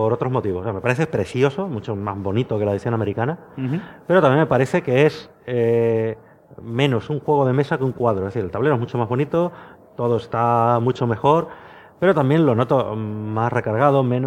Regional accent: Valdemoro, Community of Madrid, Spain; me recuerda a la entrada de mi pueblo en Valdemoro

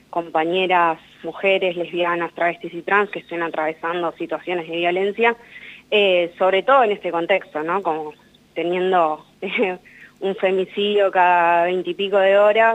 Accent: San Martín, Buenos Aires Province, Argentina; acá en Zorzal Diario somos de San Martín, de la provincia de Buenos Aires

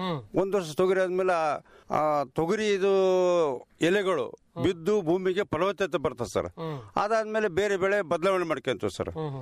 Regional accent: Masarakal, Karnataka, India; ನಮ್ ಮಸರಕಲ್ ಗ್ರಾಮದಲ್ಲಿ 6 ವಾರ್ಡ್ಗಳು ಸರ್.

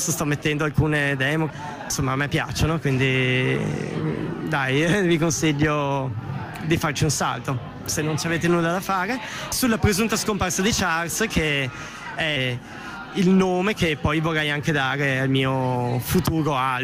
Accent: Veneto, Italy; now in Bologna, Italy; sono del Veneto, abito a Schio, in questa piovosa cittadina. Sì. Mi sono trasferito a Bologna da un annetto

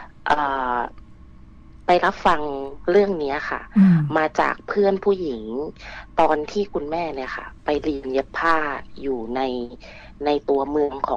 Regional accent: Nakhon Si Thammarat, Thailand; moved away as an adult; also born or lived in Bangkok; now in Phuket, Thailand; หนูเป็นคนนครศรีธรรมราชนะคะบ้านเดียวกับ … เลยค่ะแล้วหนูเนี่ยออกจากนครศรีธรรมราชมาเรียนต่อที่กรุงเทพตอนมหาลัยนะคะแล้วก็เรียนจบก็กลับไปทำงานที่ภูเก็ตค่ะ

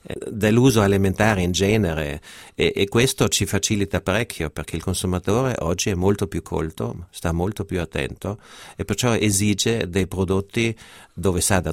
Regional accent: Trentino-Alto Adige, Italy; born there; io che sono nato in Alto Adige, dove c'è sempre un gran turismo

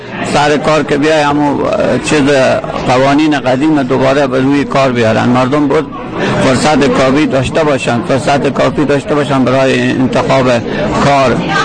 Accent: Afghanistan; now in Aarhus, Denmark; از افغانستانم.

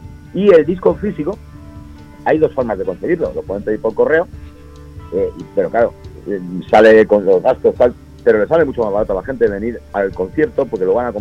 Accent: Asturias, Spain; porque nosotros somos los asturianos

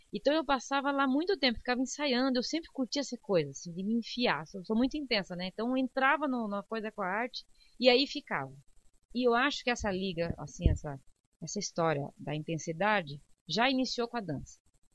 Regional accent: Joinville, Santa Catarina, Brazil; Então, eu nasci em Joinville, né? Sou da Avenida Cuba

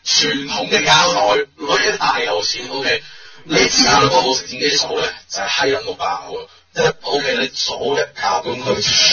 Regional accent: Hong Kong; 作為香港人

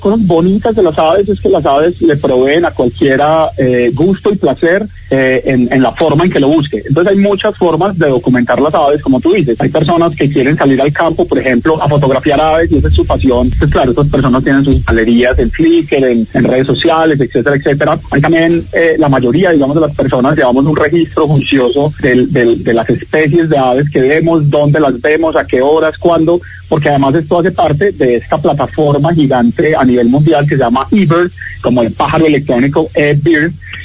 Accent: Colombia; Yo soy simplemente un colombiano más de a pie de este país

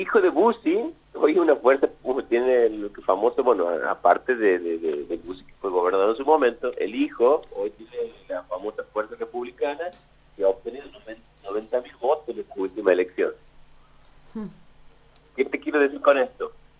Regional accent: Santiago del Estero, Argentina; nosotros, como te digo, vuelvo a registrar, somos de Santiago del Estero

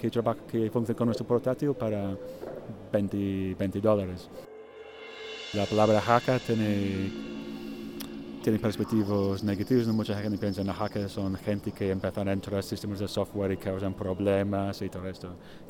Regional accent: England, United Kingdom; Spanish is a second language; now in Spain; soy artista inglés, pero llevo 8 años en España.

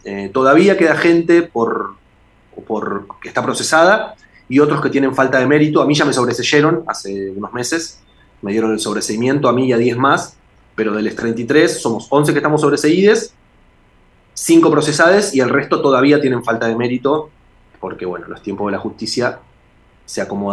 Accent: Del Viso, Buenos Aires Province, Argentina; Además, yo crecí en Del Viso

